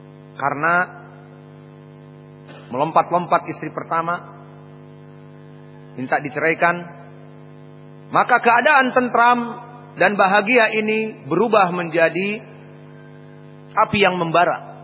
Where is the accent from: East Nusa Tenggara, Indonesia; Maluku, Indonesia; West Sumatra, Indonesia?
West Sumatra, Indonesia; mereka takut kepada istrinya, terutama afwan seperti di tempat kita urang awak, karena matrilinealisme